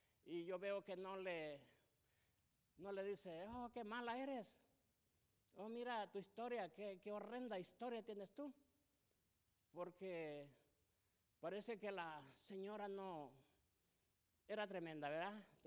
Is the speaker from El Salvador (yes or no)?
yes; El Salvador; tenemos identidad, yo soy del Salvador, me identifico con los salvadoreños